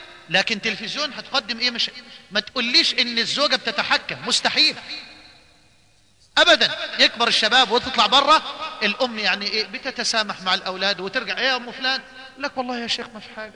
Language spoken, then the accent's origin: Arabic; Egypt; عندنا في مصر الأسبوع اللي فات